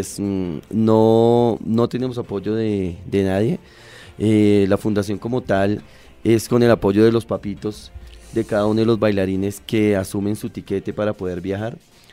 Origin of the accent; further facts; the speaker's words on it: Colombia; es algo que a veces uno como colombiano no dimensiona